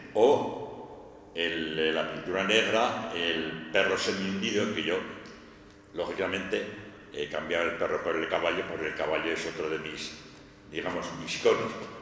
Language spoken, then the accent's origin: Spanish; Aragon, Spain; Pues como es natural, yo sigo siendo aragonés